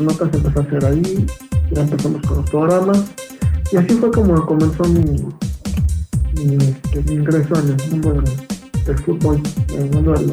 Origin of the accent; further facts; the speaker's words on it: Naucalpan, State of Mexico, Mexico; now in Mexico City, Mexico; Tengo 21 años. Soy originario del Estado de México, justamente del municipio de Naucalpan. Actualmente radico, bueno, en la Ciudad de México.